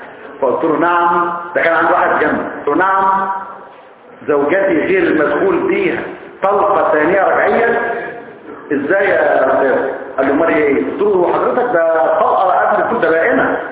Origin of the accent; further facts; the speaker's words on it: Egypt; احنا كمصريين اساتذة لحظة